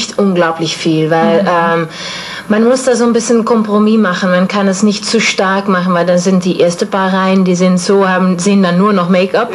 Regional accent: South Holland, Netherlands; German is a second language; now in Stuttgart, Germany; ich komme aus Holland, Süden von Holland, am Meer.

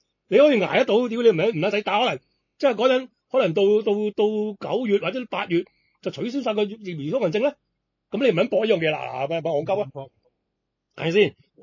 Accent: Hong Kong; 翻我哋香港人翻到嚟咧，就可以家居隔离啊嘛

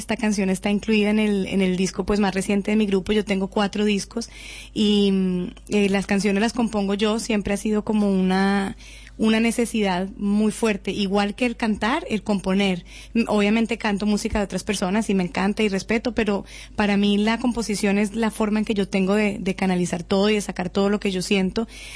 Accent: Cali, Valle del Cauca, Colombia; pensando en los corteros de caña en Cali, que yo crecí en Cali

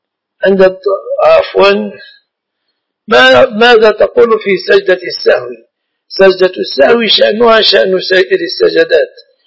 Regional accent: Mansoura, Dakahlia, Egypt; وأنا لست من أهل القاهرة، أنا من المنصورة

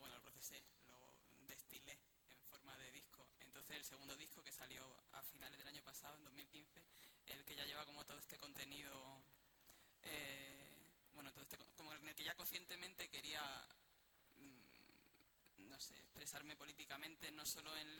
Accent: Morocco; de donde yo vengo, somos Marruecos, somos Norte de África.

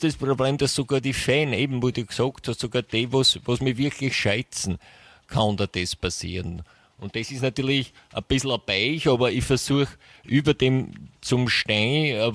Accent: England, United Kingdom; Ich bin ja in England aufgewachsen.

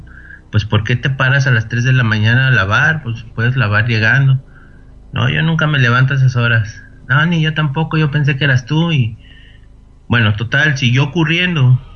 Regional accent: Mexico City, Mexico; Yo soy originario de Ciudad de México.

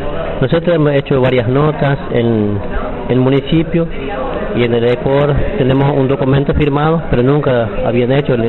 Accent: Estanislao del Campo, Formosa, Argentina; yo soy de jurisdicción de Estanislao del Campo, provincia de Formosa. Vivo en una comunidad

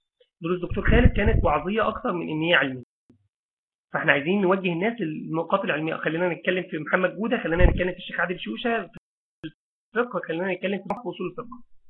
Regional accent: Mansoura, Dakahlia, Egypt; فمثلا انا، مثلا انا من المنصوره

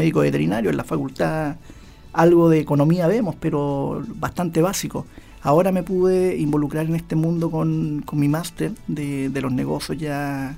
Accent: Chile; como muchos chilenos, como muchos emprendedores que nos deben estar escuchando, me tiré nomás.

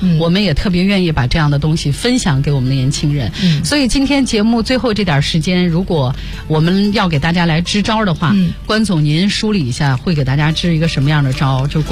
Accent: China; 我们中国人就是这样，比较在乎这个世故人情的，

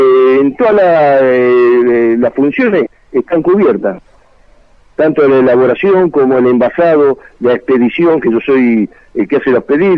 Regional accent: Rosario, Santa Fe, Argentina; Yo le digo, la mayoría somos todos de Rosario.

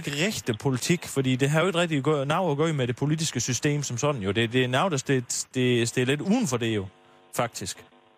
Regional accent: Region of Southern Denmark, Denmark; accent: South Jutlandic; jeg tænkte, at jeg kunne bruge det, at jeg var sønderjyde til noget.

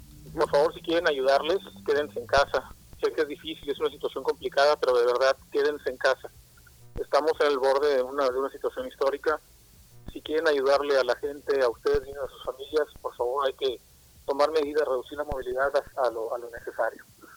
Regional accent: Tampico, Tamaulipas, Mexico; also born or lived in Basque Country, Spain; now in Monterrey, Mexico; Soy del País Vasco, con toda la vida en México, entre Tampico y ahora ya 11 años en Monterrey, pero sí, mexicano, por supuesto, 100%

